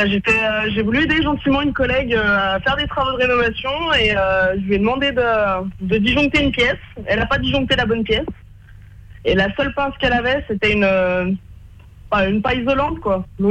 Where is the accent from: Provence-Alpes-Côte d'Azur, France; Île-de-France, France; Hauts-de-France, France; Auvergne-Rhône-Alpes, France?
Auvergne-Rhône-Alpes, France; Bourg-en-Bresse; Bah, j'ai 23 ans, je viens de Bourg-en-Bresse.